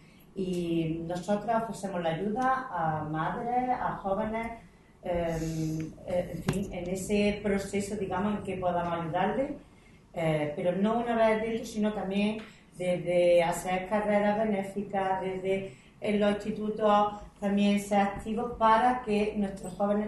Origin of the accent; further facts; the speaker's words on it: Archidona, Andalusia, Spain; now in Cuevas de San Marcos, Spain; soy de Archidona pero vivo en Coa San Marcos